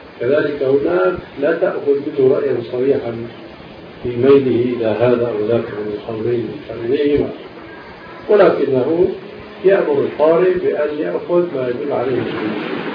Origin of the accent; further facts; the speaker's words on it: Damascus, Damascus Governorate, Syria; كان هناك قبل وجود المكتبة الظاهرية عندنا في دمشق